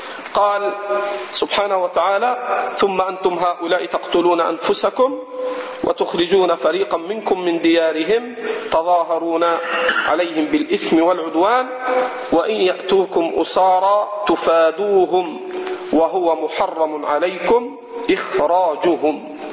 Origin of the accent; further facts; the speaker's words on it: Egypt; عندنا في مصر